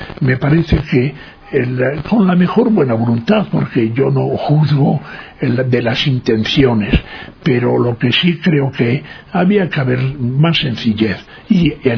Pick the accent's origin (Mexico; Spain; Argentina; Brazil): Spain; moved away as an adult; now in Ecuador; cuando vine de España, en vez de venir directamente a Ecuador, me había comprometido para hacer un trabajo de sociología en Mato Grosso y demás.